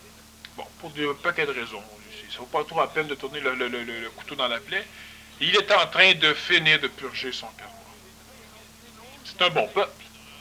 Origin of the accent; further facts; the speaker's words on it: Quebec, Canada; Ah, ouais, je suis Québécois.